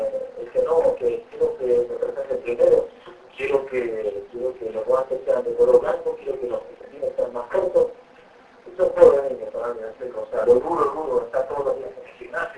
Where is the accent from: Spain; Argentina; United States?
Argentina; moved away; si salí de Argentina y yo en Argentina no tenía expectativas de nada